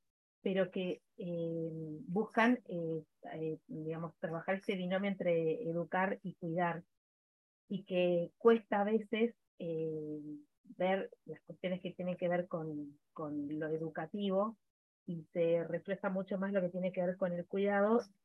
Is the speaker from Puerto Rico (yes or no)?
no; Argentina; now in Uruguay; Yo soy argentina, pero estoy viviendo en Uruguay hace un tiempo.